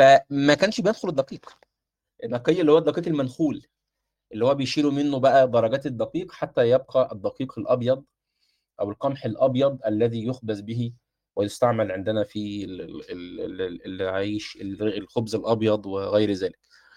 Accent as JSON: {"language": "Arabic", "country": "Egypt", "said": "على المطرحه عندنا في مصر كما يقولون"}